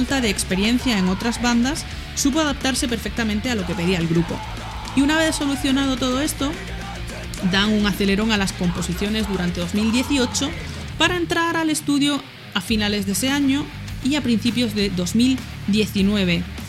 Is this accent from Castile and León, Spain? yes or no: no; Granada, Andalusia, Spain; es un grupo de aquí, de mi tierra, de Granada, de donde os estoy hablando.